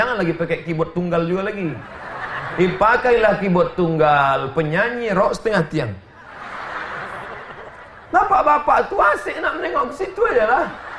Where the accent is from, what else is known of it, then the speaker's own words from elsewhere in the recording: Egypt; Saya dari Mesir, beliau dari Pakistan.